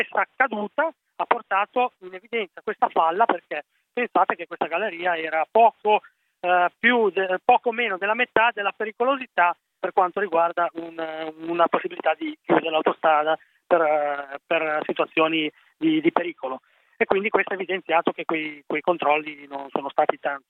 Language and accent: Italian; Chiavari, Liguria, Italy; sono di Chiavari, quindi parte in causa, un territorio che conosco benissimo, conosco galleria per galleria